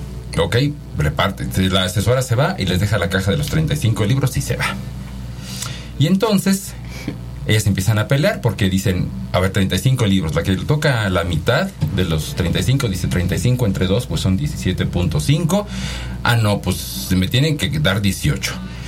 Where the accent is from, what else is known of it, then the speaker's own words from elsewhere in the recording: Oaxaca, Mexico; yo ni siquiera soy de Pachuca, yo soy de Oaxaca, de hecho. Estudié en Puebla, en la Universidad de las Américas Puebla, el Instituto de Matemáticas. Después hice mi doctorado en la Universidad de Toronto.